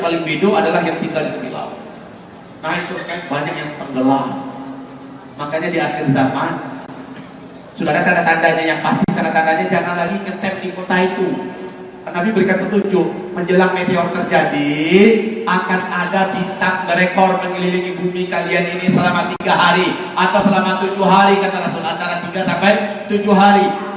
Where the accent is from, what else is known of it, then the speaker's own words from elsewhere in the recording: West Sumatra, Indonesia; accent: Minang; Nah masalahnya saya Minang kalau ngomong ciri khas Minangnya ke bawah. Nah sudah lancar lah di bahasa Indonesia saya.